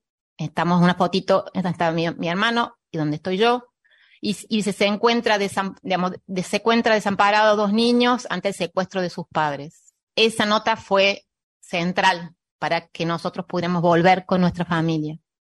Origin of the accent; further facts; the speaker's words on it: Mendoza, Argentina; born there; había nacido en Córdoba, aunque yo nací en Mendoza.